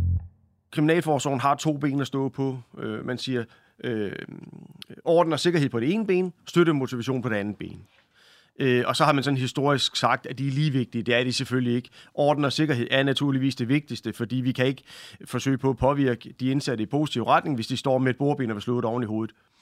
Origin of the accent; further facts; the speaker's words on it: Region of Southern Denmark, Denmark; ligesom jeg vil sige hjemme på Fyn, så ser det ud af helvede til